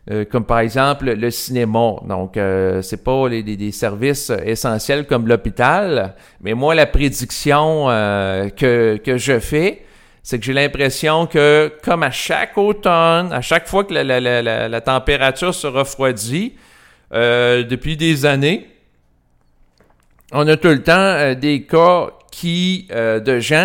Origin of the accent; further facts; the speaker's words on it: Quebec, Canada; je parle en tant que Québécois